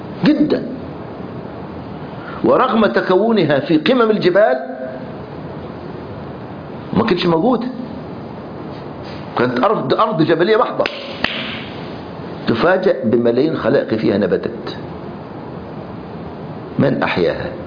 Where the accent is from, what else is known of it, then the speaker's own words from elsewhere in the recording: Egypt; كنا بنطلع رحله نصطاد سمك في البحر الاحمر عندنا في مصر